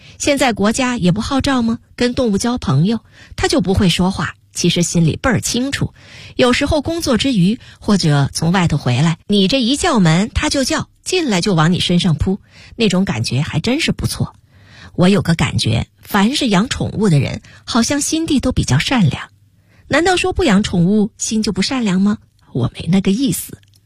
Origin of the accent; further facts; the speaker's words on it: Northeast China, China; also born or lived in Tianjin / Beijing; 我出生在天津，很小的时候抱着到东北，也不光东北，关内、天津、北京也都走。